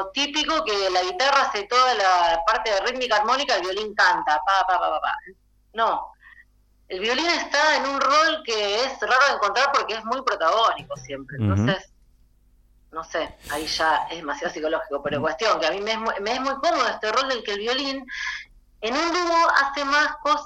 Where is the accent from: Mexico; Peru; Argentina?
Argentina; Rosario, Santa Fe; Yo soy de Rosario, sí, toco violín